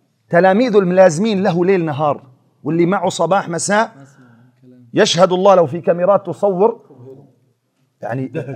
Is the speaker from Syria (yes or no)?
yes; Syria; قلت أنا جايك من سوريا من بلاد الشام إلى الرياض.